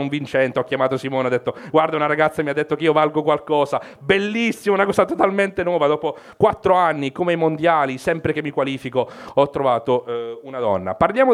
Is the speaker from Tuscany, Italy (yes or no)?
no; Basilicata, Italy; non sono uno che viaggia, sono dalla Basilicata, quindi quello che faccio è tornare in Basilicata e dire, ah, sono in vacanza